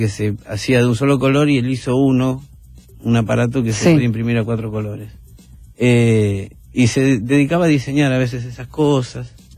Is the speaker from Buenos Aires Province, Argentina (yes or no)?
yes; Villa Ballester, Buenos Aires Province, Argentina; Así que soy porteño, medularmente. Crecí en Villa Ballester hasta los 20, los 18. Hasta que me fui a la Colima.